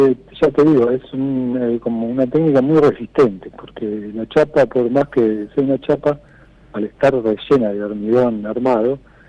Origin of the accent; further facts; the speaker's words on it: Villa Gesell, Buenos Aires Province, Argentina; yo desde los 2-3 años más o menos vino mi familia para acá